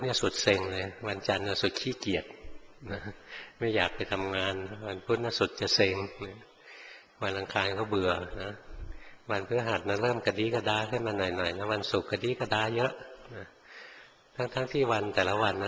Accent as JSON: {"language": "Thai", "region": "Bangkok", "country": "Thailand", "tie": "born or raised there"}